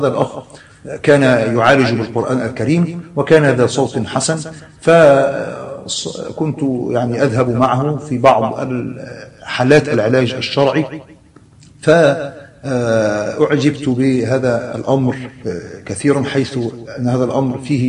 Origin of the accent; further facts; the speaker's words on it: Alexandria, Alexandria Governorate, Egypt; ونشأت وترعرعت في محافظة الإسكندرية، وكنت ولدت في حي يسمى حي الجمرك بالإسكندرية، وهو حي مشهور من أقدم الأحياء في محافظة الإسكندرية، وقد مكثت منذ الصغر عند جدتي لأمي، ثم انتقلنا بعد ذلك إلى منطقة